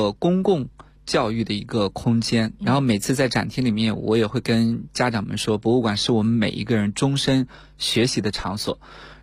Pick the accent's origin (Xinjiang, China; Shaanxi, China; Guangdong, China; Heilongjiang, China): Shaanxi, China; 比如说像我的家乡陕西